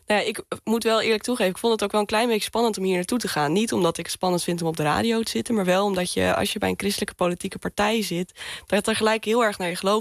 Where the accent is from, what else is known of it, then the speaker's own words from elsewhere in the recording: Assen, Drenthe, Netherlands; moved away as an adult; Ja, ik ben opgegroeid in Assen, in Drenthe. En ik ben op mijn 18e verhuisd naar Enschede voor mijn studie. Ik heb altijd in Groningen op de middelbare school gezeten. Dus nou ja, het noorden en het oosten, dat voel ik me gewoon wel lekker thuis.